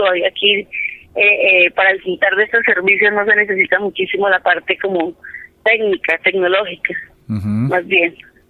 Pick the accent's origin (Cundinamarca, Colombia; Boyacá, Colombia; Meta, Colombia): Cundinamarca, Colombia; Nosotros somos de Río Negro Alto, que somos San Cayetano, Villa Gómez, PAIME.